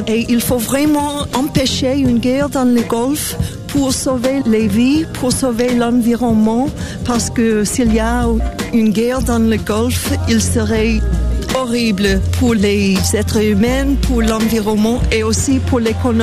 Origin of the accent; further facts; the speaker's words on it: United States; Moi, je suis américaine et je suis avec un groupe des Américains ici